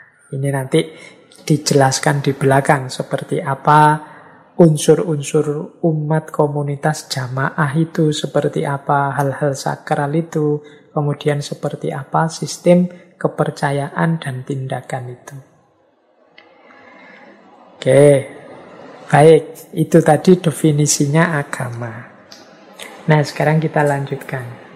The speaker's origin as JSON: {"language": "Indonesian", "region": "Special Region of Yogyakarta", "country": "Indonesia", "accent": "Jogja dialect, Javanese", "said": "Ya meskipun bahasa Inggris saya masih dialeknya dialek Jogja, dialek Jawa."}